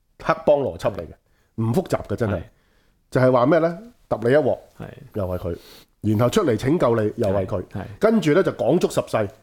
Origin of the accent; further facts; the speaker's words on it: Tung Tau Village, Kowloon City, Hong Kong; 我小细个咧，我系喺徙置区长大，我喺东头村长大。东头村系狗贩之地，就系、是、被誉为呢个东九龙嘅毒品同埋黑帮超级市场。